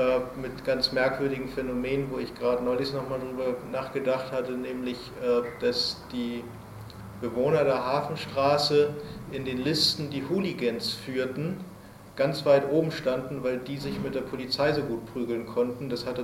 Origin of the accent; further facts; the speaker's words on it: Hamburg, Germany; accent: North German; bin ja aus Hamburg, wie man vielleicht so ein bisschen an meiner Sprache hört, dass ich aus Norddeutschland komme, bin aus Hamburg